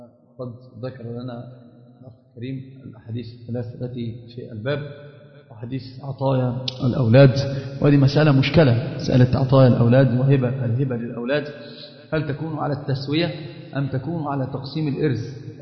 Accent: Egypt; طبعا هي مشهورة جدا عندنا في مصر في العامة

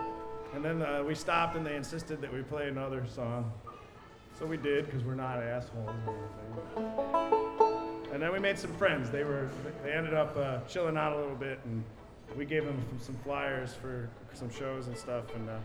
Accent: Chicago, Illinois, United States; They were like, where are you from? We said Chicago. And they were like, ooh, bad.

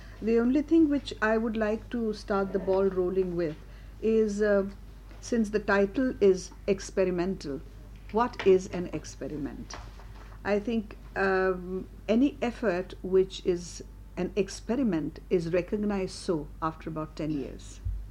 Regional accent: Mumbai, Maharashtra, India; first language Marathi; English is a second language; I come from Bombay. My language is Marathi.

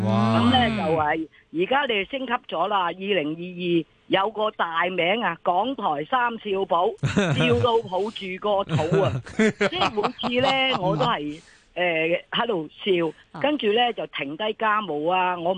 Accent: Chaozhou, Guangdong, China; 我系潮州人啊，唔识讲嘅几句就得

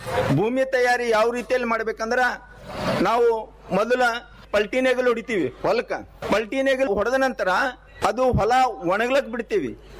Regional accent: Haleprága, Karnataka, India; ನಮ್ಮ ಊರು ಹಾಲೆಪ್ರಗಾ ಗ್ರಾಮ. ಹಾಲೆಪ್ರಗಾ ಗ್ರಾಮ ಬೀದರ್ ಡಿಸ್ಟಿಕ್ ನಲ್ಲಿ

